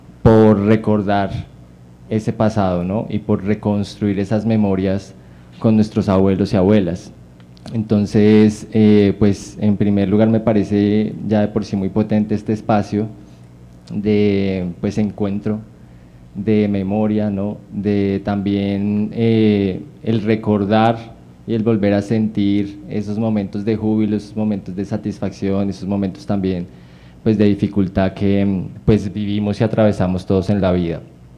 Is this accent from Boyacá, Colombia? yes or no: no; Bosa, Bogotá, Colombia; born there; Yo pues nací en Bosa, mi familia materna toda es de Bosa